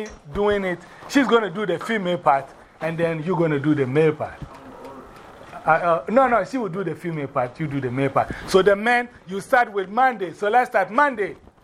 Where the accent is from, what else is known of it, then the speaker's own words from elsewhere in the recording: Ghana; That's how Ghanaians give names. So our names are always very important.